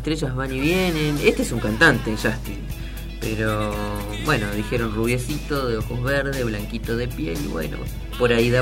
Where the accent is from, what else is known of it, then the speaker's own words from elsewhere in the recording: Reconquista, Santa Fe, Argentina; yo soy de Reconquista, Santa Fe, tierras de Batistuta, Comiso, el ex marido de Alfano.